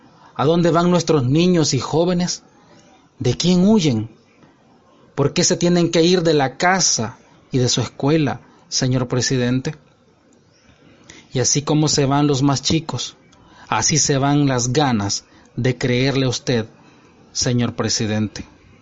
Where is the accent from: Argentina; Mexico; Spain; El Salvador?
El Salvador; moved away as an adult; now in Panama; soy salvadoreño residiendo en Panamá desde hace algunos años.